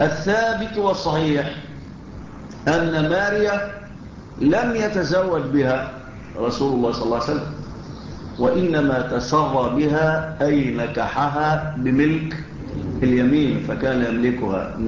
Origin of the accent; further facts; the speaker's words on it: Egypt; كان على الإسكندرية عندنا في مصر، في مصر.